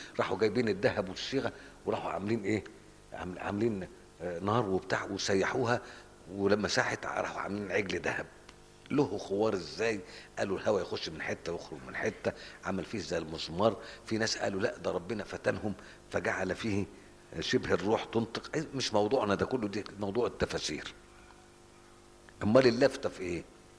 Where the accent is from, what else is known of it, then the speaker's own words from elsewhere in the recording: Egypt; بتحصل الحاجات دي في الأرياف عندنا في مصر ساعات